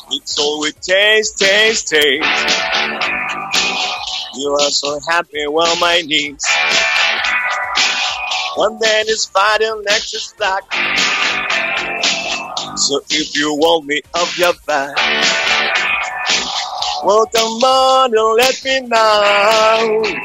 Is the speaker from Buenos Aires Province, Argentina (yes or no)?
yes; Buenos Aires Province, Argentina; now in Castelar, Argentina; les agradezco por la invitación, está buenísimo. Yo soy de Zona Sur, viví toda mi vida ahí y ahora me mudé a Castelar hace más de 20 años.